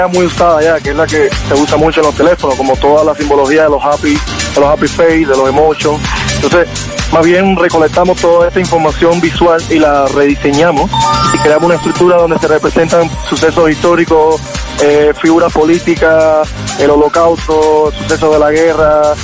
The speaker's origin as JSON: {"language": "Spanish", "country": "Cuba", "said": "Bueno, soy cubano"}